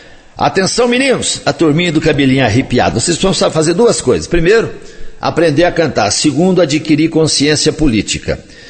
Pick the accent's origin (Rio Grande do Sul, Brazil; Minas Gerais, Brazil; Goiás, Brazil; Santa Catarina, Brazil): Minas Gerais, Brazil; Coromandel; Eles também estarão na Expocoró 2016, lá na minha terra, em Coromandel, no mês de julho.